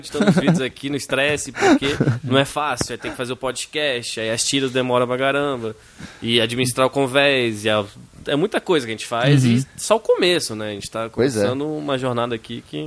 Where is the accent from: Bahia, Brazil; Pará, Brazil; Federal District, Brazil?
Federal District, Brazil; Brasília; now in São Paulo, Brazil; Eu sou de Brasília, então a gente come só feijão preto lá. Vim aqui em São Paulo